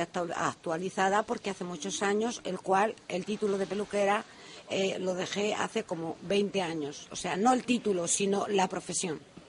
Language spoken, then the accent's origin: Spanish; Galicia, Spain; born or raised there; also born or lived in Salamanca; now in Lanzarote, Spain